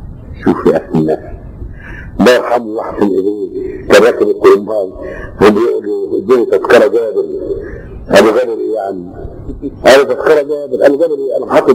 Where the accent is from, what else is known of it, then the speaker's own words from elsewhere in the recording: Upper Egypt, Egypt; عندنا في الصعيد نقول ايه بيصيف، يصيف يعني ايه؟